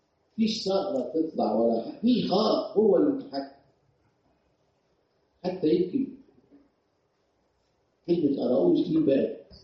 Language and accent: Arabic; Egypt; بتهمنا، لأن إحنا مصريين.